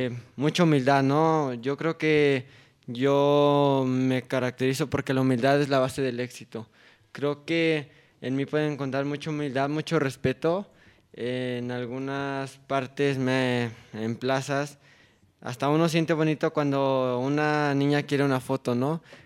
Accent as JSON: {"language": "Spanish", "region": "Tlaxcala", "country": "Mexico", "tie": "born or raised there", "said": "aquí, en mi tierra, en Tlaxcala, de donde nací."}